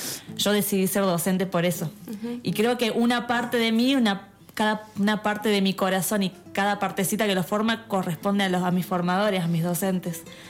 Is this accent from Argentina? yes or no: yes; Merlo, Buenos Aires Province, Argentina; soy de acá de Merlo, oriunda. Mi familia fue de toda la vida acá.